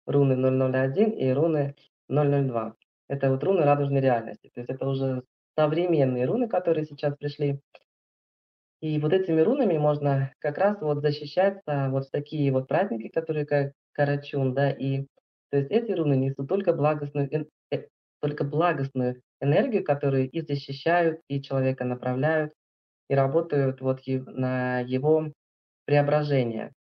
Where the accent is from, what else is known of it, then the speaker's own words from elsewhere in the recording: Altai Krai, Russia; у нас на Алтае, конечно, все травы цветут, просто хотели сказать, что вот мы с Алтая